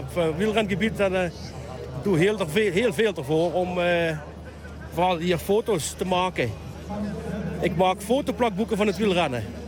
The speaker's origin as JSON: {"language": "Dutch", "town": "Valkenburg", "region": "Limburg", "country": "Netherlands", "said": "Ik kom van Valkenburg."}